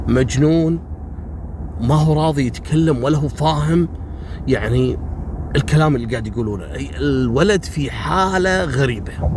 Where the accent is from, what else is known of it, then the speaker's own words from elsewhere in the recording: Kuwait; حصلت عندنا في الكويت في سنة 77.